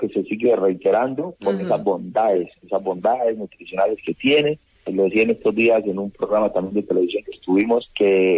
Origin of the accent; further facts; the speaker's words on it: Villapaz, Valle del Cauca, Colombia; Yo soy de Villapaz. Villapaz es un pueblito que está, un pueblo de mucha energía, mucha positivismo, de gente muy bella que está al sur del municipio de Jamundí. Está a 15 minutos del casco urbano de Jamundí, y ahí soy yo, nacido, criado